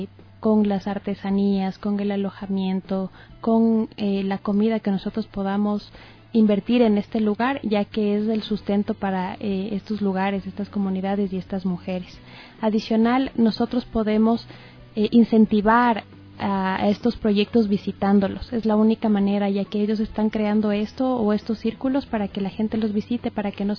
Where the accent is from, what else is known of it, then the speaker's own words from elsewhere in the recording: Ecuador; nosotros como ecuatorianos debemos estar muy involucrados con todos los recursos naturales que poseemos dentro del país